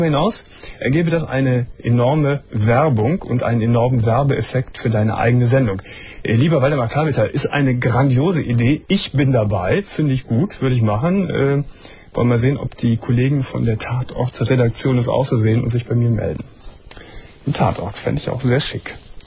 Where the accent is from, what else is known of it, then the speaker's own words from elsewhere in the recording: Gummersbach, North Rhine-Westphalia, Germany; now in Cologne, Germany; Ich komme leider aus Gummersbach und lebe aber schon ganz lange in Köln und fühle mich auch als ein Kölner.